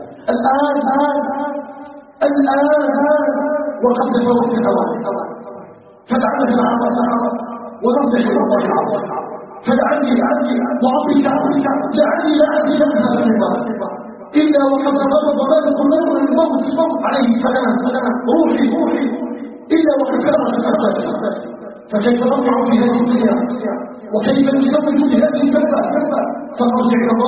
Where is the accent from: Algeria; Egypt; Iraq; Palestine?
Algeria; أن يجعل بلادنا الجزائر بلدا آمنا مؤمنا